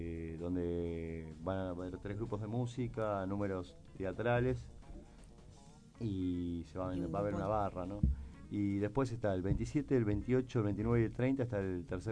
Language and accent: Spanish; General Rodríguez, Buenos Aires Province, Argentina; nosotros somos de Rodríguez, hagamos cosas en Rodríguez.